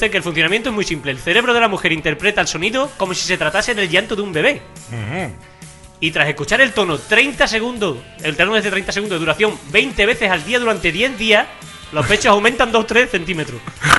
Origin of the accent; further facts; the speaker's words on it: Spain; yo soy español y a mí me gustan más los tonos españoles.